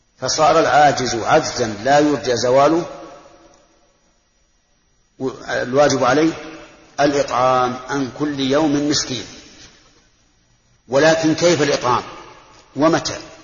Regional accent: Al-Qassim, Saudi Arabia; خمس الصاع الحال عندنا في القصيم

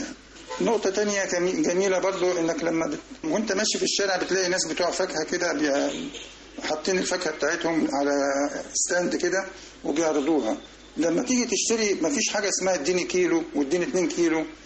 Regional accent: Egypt; احنا كمصريين لما بنمشي ماشيه بطيئه سلولي

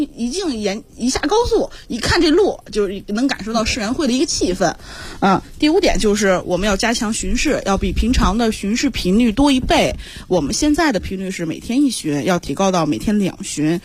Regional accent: Zhangjiakou, Hebei, China; 张家口人。

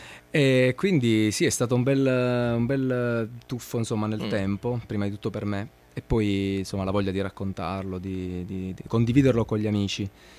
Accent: Manfredonia, Apulia, Italy; moved away; also born or lived in Bologna / Milan; Perché in questo viaggio che ho fatto nella mia terra nativa, che è la città di Manfredonia, in Puglia.

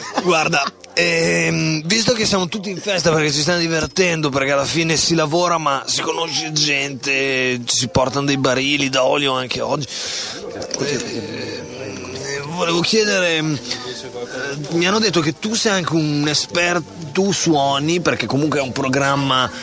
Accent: Bologna, Emilia-Romagna, Italy; Io per esempio abito, sono di Bologna

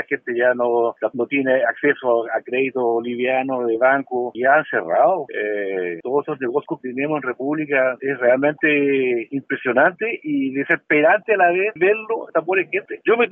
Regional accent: Rahue, Los Lagos, Chile; Porque somos de Rahue, no nos merecemos eso.

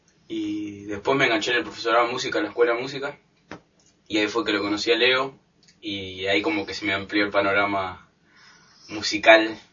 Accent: El Bolsón, Río Negro, Argentina; Bueno, yo soy de acá, de Bolsón, me acerca.

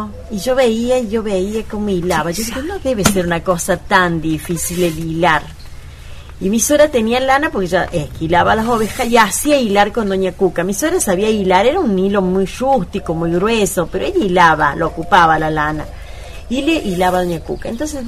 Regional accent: San Francisco del Chañar, Córdoba, Argentina; soy también de acá abajo el molino, no he sido de acá yo vengo del norte de Córdoba, el departamento Sobremonte, límites con Santiago del Estero, de San Francisco del Chañar, y vengo acá ya casada

